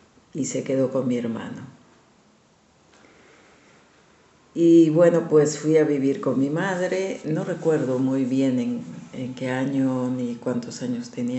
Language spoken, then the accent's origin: Spanish; La Paz, Bolivia; born there; yo soy nacida en La Paz, Bolivia, en la ciudad más alta del mundo, que está a 3.900 metros de altura, de clima seco, muy seco, pero donde siempre hay sol.